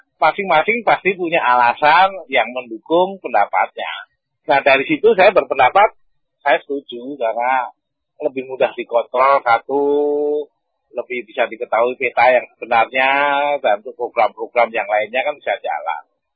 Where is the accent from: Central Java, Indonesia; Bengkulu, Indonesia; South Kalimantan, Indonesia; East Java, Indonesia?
Central Java, Indonesia; Surakarta; saya kan dibesarkan di Solo.